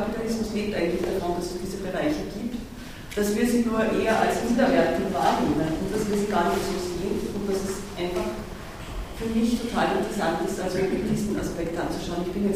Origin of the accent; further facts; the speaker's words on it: Graz, Styria, Austria; Ich komme aus Graz